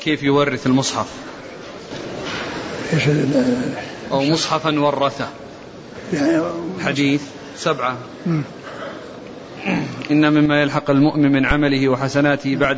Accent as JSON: {"language": "Arabic", "country": "Morocco", "said": "كما هو حاصل عندنا في المغرب"}